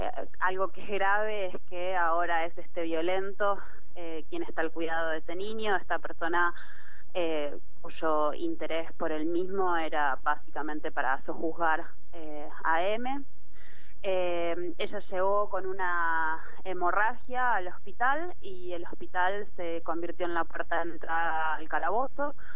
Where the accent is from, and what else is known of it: Bariloche, Río Negro, Argentina; now in Buenos Aires, Argentina